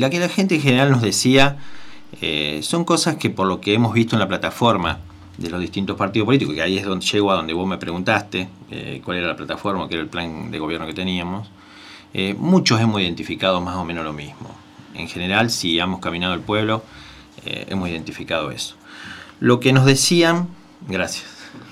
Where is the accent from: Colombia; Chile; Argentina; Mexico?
Argentina; Rosario, Santa Fe; Generalmente los que venimos de afuera, yo soy de afuera, soy de Rosario.